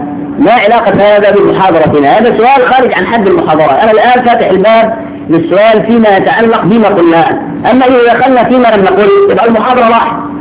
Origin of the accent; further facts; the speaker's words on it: Shubra, Cairo Governorate, Egypt; وعندنا في شبرا كنا زمان